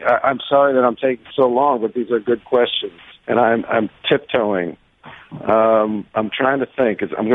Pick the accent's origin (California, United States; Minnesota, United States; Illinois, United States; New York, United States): New York, United States; New York City; I left the house, and I grew up in the Lower East Side, and I go to the park